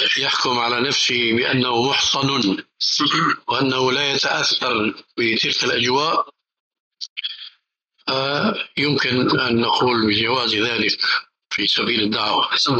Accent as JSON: {"language": "Arabic", "country": "Syria", "said": "كما يقولون عندنا بالشام خليط مليط"}